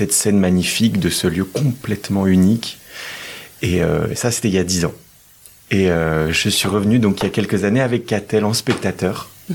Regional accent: Auvergne-Rhône-Alpes, France; now in Paris, France; Alors, en ce moment, on vit à Paris, à côté de Paris, tous les deux. Mais à la base, moi, je suis de Savoie.

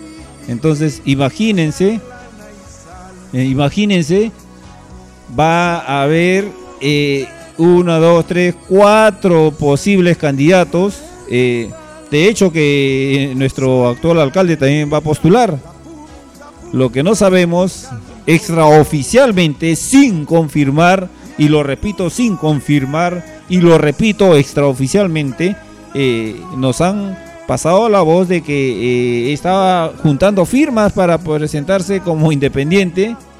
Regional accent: Peru; por el derecho que me asiste como ciudadano peruano

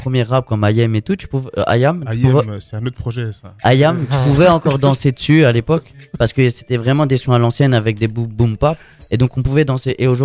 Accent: Colombia; Non, mais c'est pas parce que je viens de Colombie que je vais finir ma vie en Colombie.

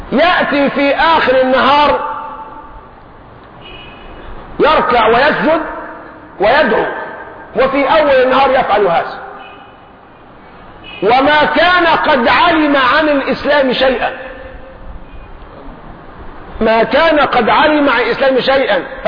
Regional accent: Egypt; لكن احنا كشعب مصري جعلنا الصرمة أكرمكم الله بيسموها البرطوشة القديمة

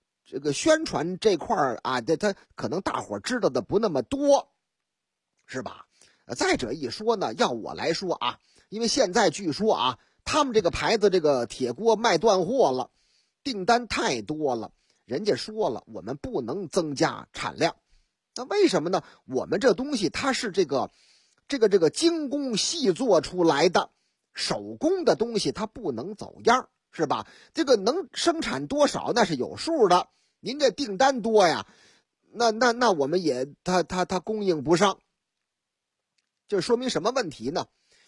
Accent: Shanghai, China; 说这个我老家上海啊

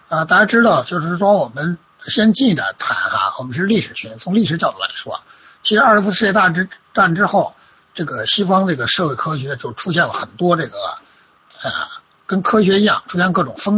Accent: China; 我们中国人哈，在生活工作中

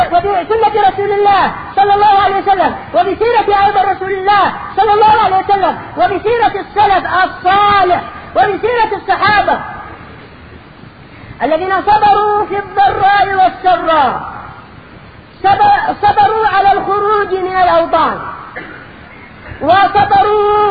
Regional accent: Yemen; now in Egypt; هو موجود عندنا باليمن ماذا أقول لك ماذا أقول لهم وأنا في مصر

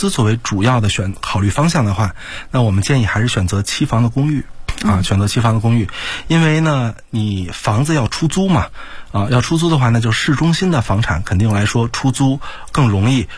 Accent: China; 我们正常来说呢，我们中国人去马来西亚是很方便的

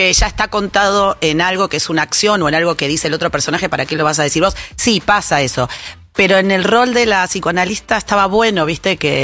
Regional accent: Buenos Aires, Argentina; No sé, somos un poco del mismo pueblo, decimos nosotras. Somos las dos de Flores.

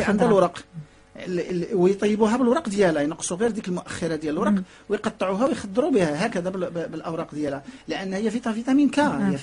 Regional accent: Morocco; عندنا في المغرب باقي ما كنعرفوش الاستهلاكات واستعمالات ديال السمك في المغرب

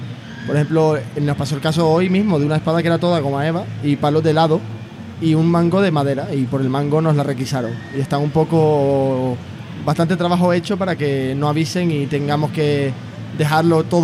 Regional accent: Las Palmas, Canary Islands, Spain; yo que soy de Las Palmas

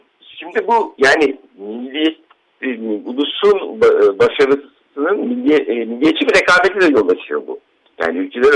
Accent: Ankara, Turkey; Ya ben çocukken Ankara'da babamla böyle bir yer vardı.

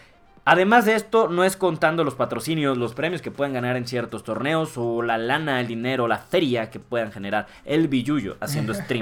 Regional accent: Mexico; Como buenos mexicanos, la década empieza cuando nosotros querramos

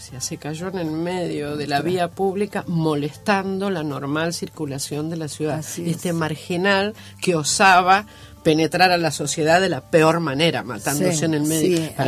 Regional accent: Argentina; Yo además me decían la francesita cuando era chiquita. Yo decía, yo no soy francesita, soy argentina, me quería sentir.

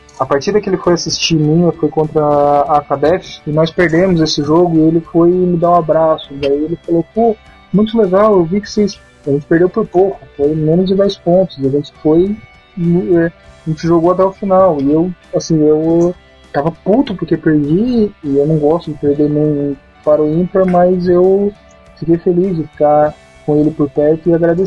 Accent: Criciúma, Santa Catarina, Brazil; eu encontrei um cara da mesma cidade que eu, de Criciúma.

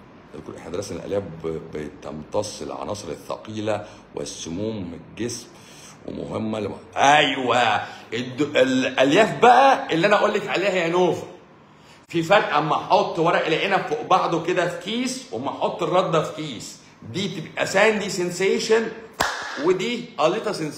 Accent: Egypt; انا برضو مصري مصري ويهودي

